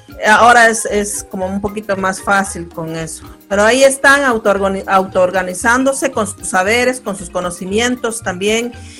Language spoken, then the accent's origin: Spanish; Uspantán, Quiché, Guatemala; Yo soy originaria de uno de ellos. Mi pueblo origen es Uspantán, se llama, queda occidente del país, camino a México, y muy de frontera con México.